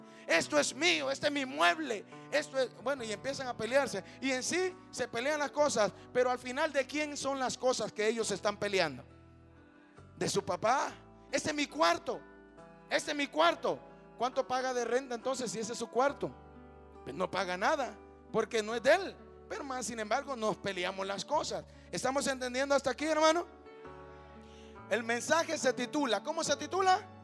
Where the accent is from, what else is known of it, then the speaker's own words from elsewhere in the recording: Honduras; Yo soy de Honduras